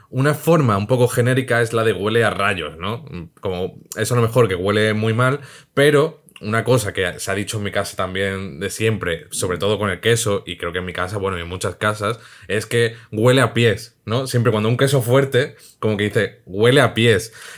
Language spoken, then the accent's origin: Spanish; Madrid, Community of Madrid, Spain; Somos de Madrid.